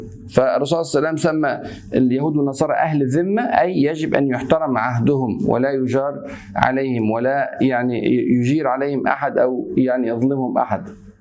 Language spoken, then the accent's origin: Arabic; Egypt; احنا مصريين لان يعني عندنا خلفيه عن هذه الكلمه